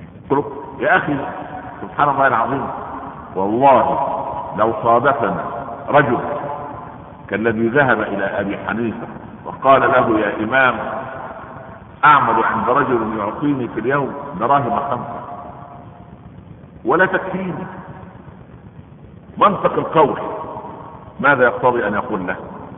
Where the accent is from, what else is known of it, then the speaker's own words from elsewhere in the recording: Egypt; احنا عندنا في مصر كان لما التاجر يجد الحكايه من جايبه ثمنها